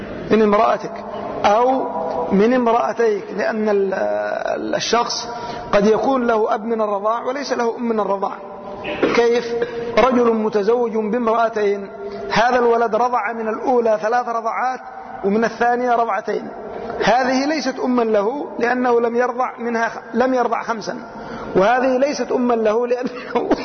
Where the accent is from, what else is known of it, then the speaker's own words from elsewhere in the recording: Yemen; كثير من البلاد عندنا في اليمن